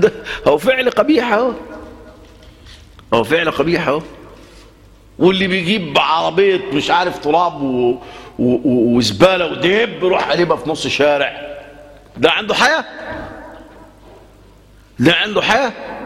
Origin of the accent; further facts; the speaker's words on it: Egypt; أنا شايف الأمة وخاصة في بلدنا مصر